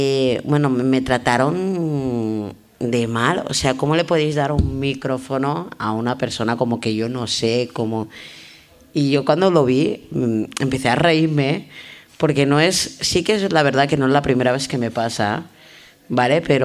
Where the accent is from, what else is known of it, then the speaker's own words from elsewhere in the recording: Spain; Soy española. O sea, que si a mí me quieren mandar de vacaciones pagadas, yo encantada, pero soy española, ¿sabes?